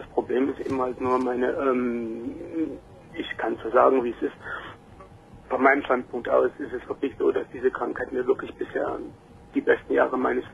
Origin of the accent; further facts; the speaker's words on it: East Germany, Germany; born there; Ich muss jetzt sagen, ich bin in der Ex-DDR geboren.